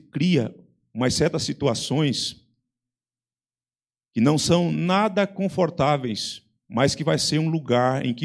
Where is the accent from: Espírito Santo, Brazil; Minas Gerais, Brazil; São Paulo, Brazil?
Espírito Santo, Brazil; eu desconhecia, embora sendo capixaba, desconhecia